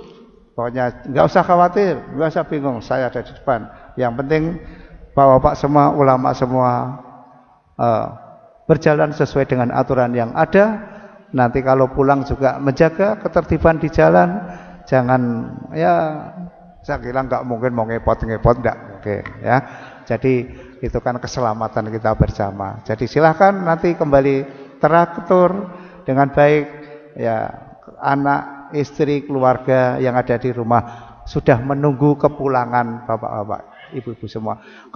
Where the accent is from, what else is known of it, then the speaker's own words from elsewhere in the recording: Bantul, Special Region of Yogyakarta, Indonesia; saya asli orang Jawa, jadi bahasa campur juga bisa, walaupun sejak 88 saya dinas di Kalimantan, Sulawesi, Jakarta, tapi saya isih gradul-gradul masih bisa bahasa Jawa. Karena aslinya saya yang wong Bantul.